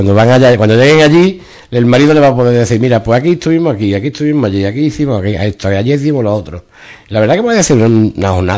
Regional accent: Ubrique, Andalusia, Spain; si soy de Ubrique y queréis contactar con alguien más cercano

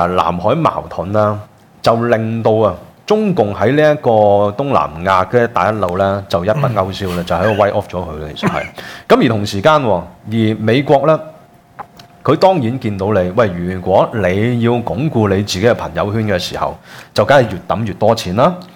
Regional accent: Hong Kong; 其实我们香港人好像不用跟他这样去硬碰

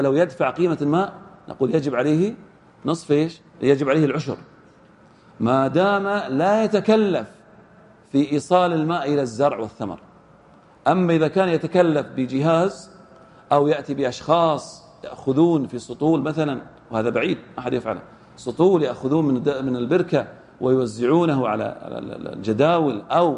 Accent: Al-Ahsa, Eastern Province, Saudi Arabia; هذا من الأشياء الطارئة والنوازل عندنا في الأحساء.

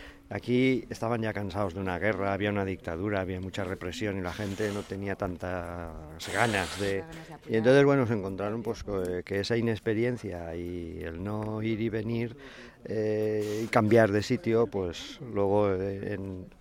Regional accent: Cuenca, Castilla-La Mancha, Spain; yo soy de Cuenca, de la capital, y entonces yo de pequeño oía que en la capital

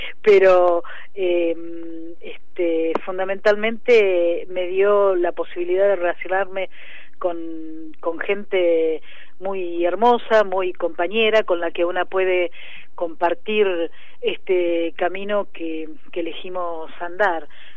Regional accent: General Pico, La Pampa, Argentina; Yo soy de La Pampa, de un pueblo que se llama General Pico. Allí nací

